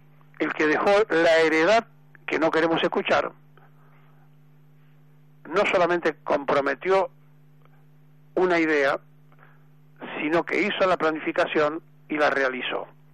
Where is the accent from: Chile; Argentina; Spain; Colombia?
Argentina; ¿Quiénes somos los argentinos? ¿Quiénes somos? ¿Por qué somos como somos?